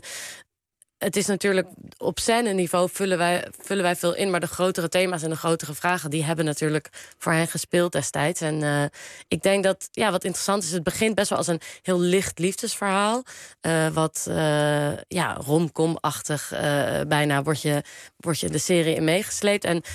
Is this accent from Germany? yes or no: no; The Hague, South Holland, Netherlands; Nou, ik kom uit Den Haag.